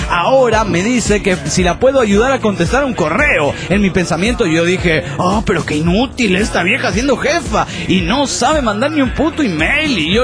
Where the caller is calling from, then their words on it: Villamontes, Tarija, Bolivia; de Villamontes, Tarija, Bolivia.